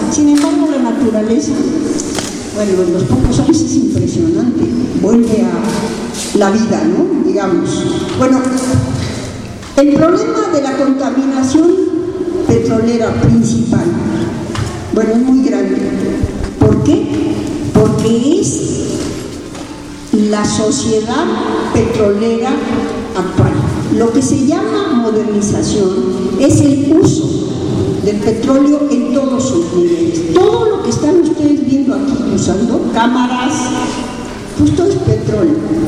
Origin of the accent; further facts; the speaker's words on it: Mexico City, Mexico; now in Atotonilco, Mexico; Los que vinimos de México, Distrito Federal, a San Miguel Allende y aquí a Totonilco, vimos la modernización salvaje de Querétaro.